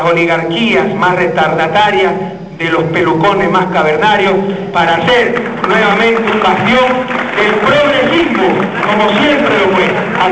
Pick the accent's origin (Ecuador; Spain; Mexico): Ecuador; Guayaquil, Guayas; celebrando con los guayaquileños en mi ciudad natal